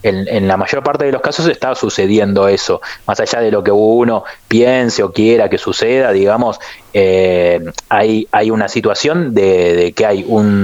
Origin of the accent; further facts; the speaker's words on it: Argentina; Yo creo, a ver, nosotros somos argentinos, yo no voy a dejar de ponerme de ese lugar.